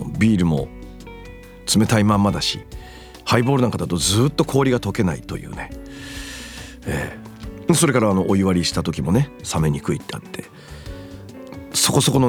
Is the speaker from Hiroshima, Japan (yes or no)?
no; Miyagi, Japan; 私東北宮城県出身でございます。塩釜文化大使にもなっております。